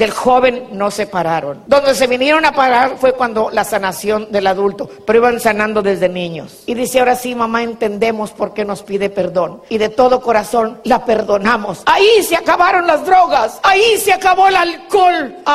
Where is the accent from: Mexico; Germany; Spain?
Mexico; porque yo soy mexicana, no porque tenga Davis. No, hombre, soy mexicana y como mexicana conozco mi cultura.